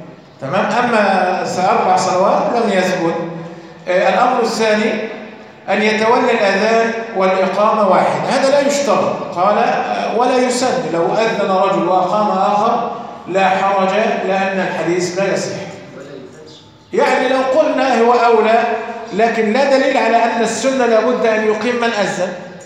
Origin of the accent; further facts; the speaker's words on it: Egypt; طيب لو نظرنا عندنا في مصر نكون الأولى